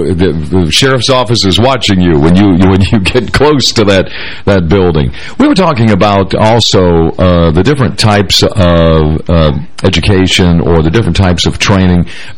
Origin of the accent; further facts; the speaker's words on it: Michigan, United States; also born or lived in Kentucky; because I grew up in Michigan, and of course my father retired from General Motors and moved us to the great state of Kentucky